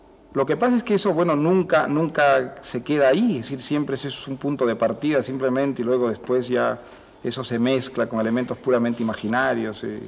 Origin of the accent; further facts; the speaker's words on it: Piura, Peru; Yo desde que salí de Piura había querido escribir sobre una casa verde que conocí cuando era niño, en fin, un sitio que resultaba muy pintoresco y al mismo tiempo muy fascinante para las personas que teníamos pues 10 años en Piura, el año 45